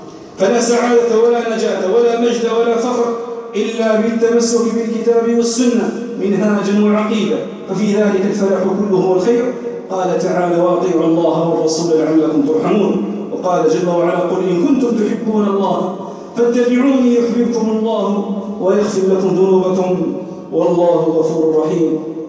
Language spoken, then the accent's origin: Arabic; Algeria; من أجل النعم التي ننعم بها في بلادنا الجزائر